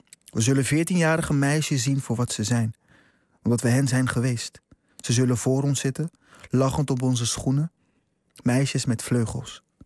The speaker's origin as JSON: {"language": "Dutch", "town": "Rotterdam", "region": "South Holland", "country": "Netherlands", "tie": "born or raised there", "said": "Ja, ik groeide op in Rotterdam."}